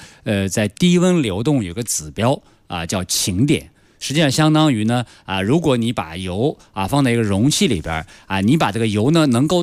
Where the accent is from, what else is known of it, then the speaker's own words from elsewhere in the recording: Inner Mongolia, China; 比方到内蒙我的家乡可能30度